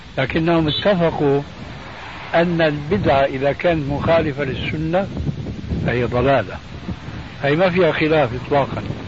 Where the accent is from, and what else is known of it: Syria